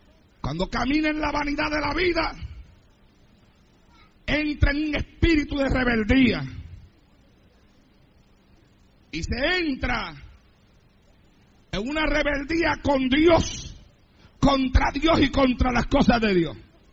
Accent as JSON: {"language": "Spanish", "town": "Santa Isabel", "country": "Puerto Rico", "tie": "born or raised there"}